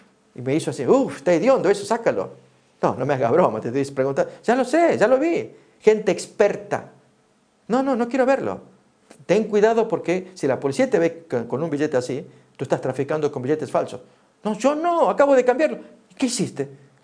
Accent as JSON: {"language": "Spanish", "country": "Argentina", "said": "Y allá en mi país, en la ciudad principal, en Buenos Aires, había una zona, ahí tenemos el peso argentino."}